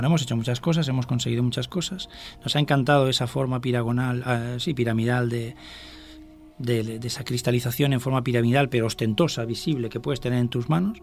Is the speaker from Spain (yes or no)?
yes; Catalonia, Spain; Y claro, somos de Barcelona, de la provincia de Barcelona.